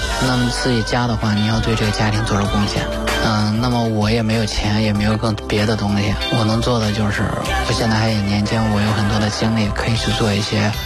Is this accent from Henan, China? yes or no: yes; Henan, China; accent: Henan dialect; 对我们老家的方言就是真行的意思吧